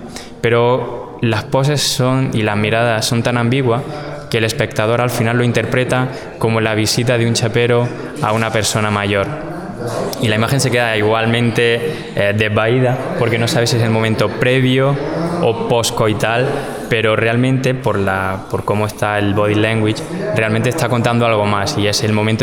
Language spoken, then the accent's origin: Spanish; Andalusia, Spain; soy muy barroco, soy muy andaluz.